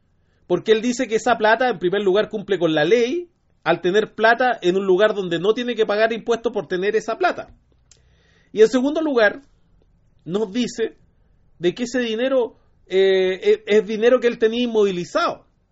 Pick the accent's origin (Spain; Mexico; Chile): Chile; Maipú, Santiago Metropolitan Region; Nosotros, como somos de Maipú